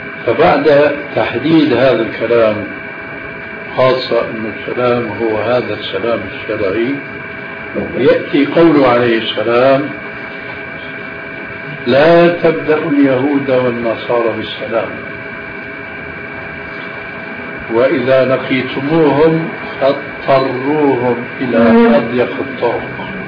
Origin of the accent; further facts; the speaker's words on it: Syria; عندنا في سوريا